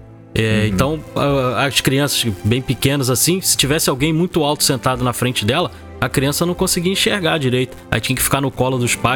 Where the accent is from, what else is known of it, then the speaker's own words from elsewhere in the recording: Rio de Janeiro, Brazil; Eu sou do Rio de Janeiro, né? Eu morava ali no bairro do Meia.